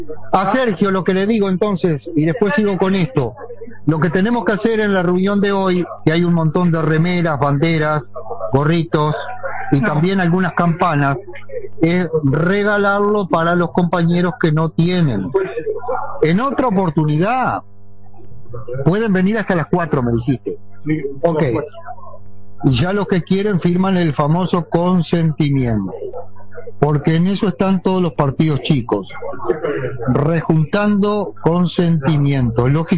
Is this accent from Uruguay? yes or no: yes; Paysandú, Uruguay; born there; now in Punta Espinillo, Uruguay; y yo que nací en Paysandú estoy en Punta Espinillo.